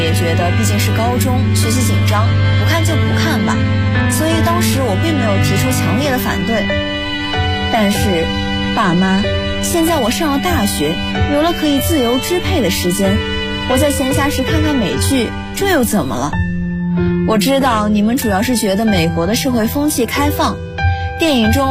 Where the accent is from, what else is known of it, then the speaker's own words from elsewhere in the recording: Hebei, China; now in Nanjing, China; 来自河北，我在南京大学，距离我的家乡913千米。